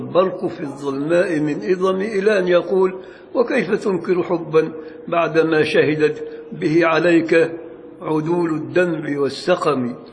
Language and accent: Arabic; Beni Suef Governorate, Egypt; والبصير ده مصري بقى بتاعنا، بل هو من بلدي بني سويف